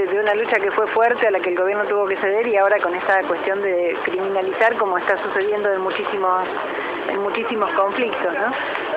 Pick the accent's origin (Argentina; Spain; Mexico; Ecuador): Argentina; Buenos Aires; nosotros que somos de provincia de Buenos Aires, estatales en mi caso